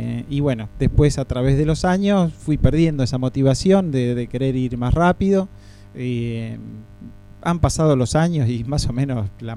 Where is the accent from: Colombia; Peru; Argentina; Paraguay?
Argentina; Buenos Aires Province; now in Claromecó, Argentina; Mira, yo soy de La Barría. Soy de La Barría y dejé de hacer deporte porque me fui a vivir a Capital, me fui a estudiar allá